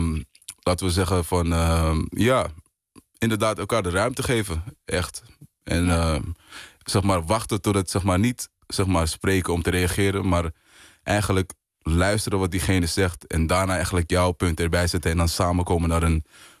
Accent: Amsterdam, North Holland, Netherlands; Ik kom uit Amsterdam, Zuidoost. En Ja, ik ben eigenlijk een storytelling artist. Geboren en getogen in Amsterdam.

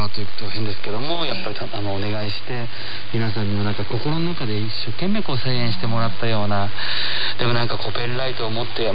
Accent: Shizuoka, Japan; 静岡から来たことは年に一回雪が降るか降らないかという暖かいところで、みかんとかお茶とかメロンとかそういう産地で生まれ育ったんですね。雪にとっても縁はなかったんですけども、

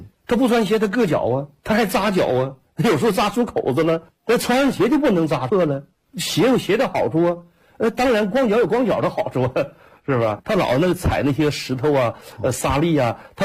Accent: Jilin, China; 我说我是吉林的

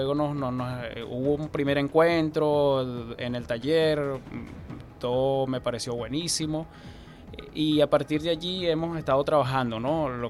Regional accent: Caucagüita, Miranda, Venezuela; Yo no soy de Valle Vivo como tal, ¿no? Uh-huh. Soy de la parroquia Caucahuita.

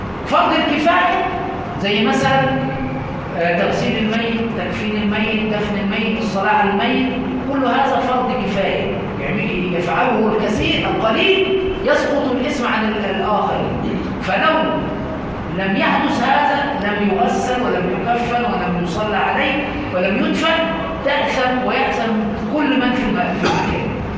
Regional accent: Egypt; عندنا في مصر يقولون علقها في رقبة عالي مطلع سالم

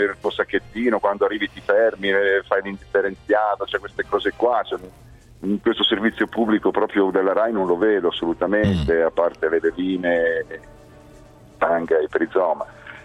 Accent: Emilia-Romagna, Italy; io sono romagnolo.

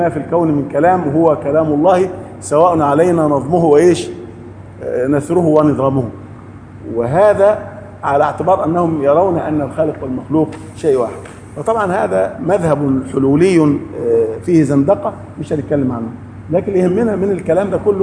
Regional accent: Upper Egypt, Egypt; زي الفوضى اللي عندنا في الصعيد مثلا

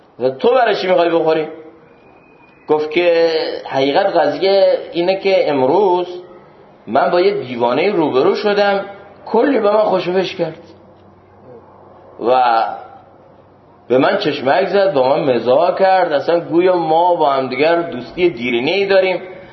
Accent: Iran; من از ایرانم و از یه جای دیگه است.

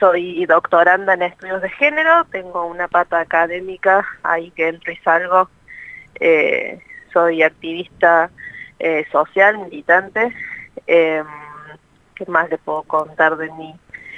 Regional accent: Córdoba, Argentina; soy de Córdoba, soy de Córdoba.

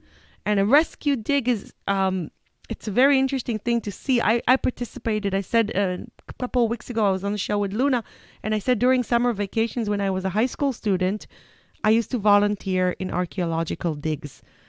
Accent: Israel; I said I'm from Israel, and Israel has a very, very, very ancient history.

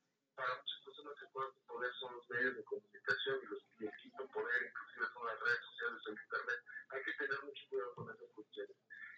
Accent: Mexico; como ciudadanos, como mexicanos

